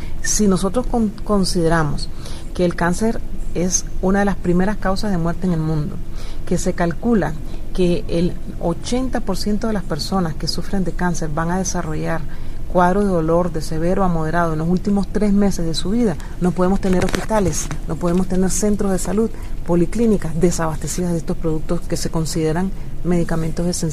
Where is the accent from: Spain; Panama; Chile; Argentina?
Panama; El Plan Nacional de Cuidados Paliativos se aprobó en mi país en el año 2009 y ahora comenzamos a tener ya centros pilotos, de tener solo uno en la ciudad de Panamá